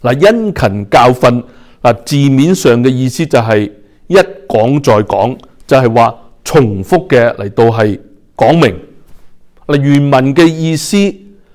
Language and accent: Cantonese; China; 特别系我哋中国人